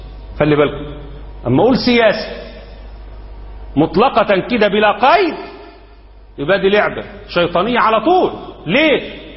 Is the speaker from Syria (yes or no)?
no; Egypt; إنما احنا عندنا في مصر لما عملوا الدستور قالوا مصر دولة إسلامية،